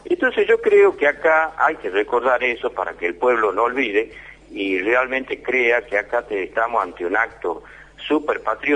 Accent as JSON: {"language": "Spanish", "country": "Argentina", "said": "nos han hecho como argentinos, como trabajadores y como ciudadanos"}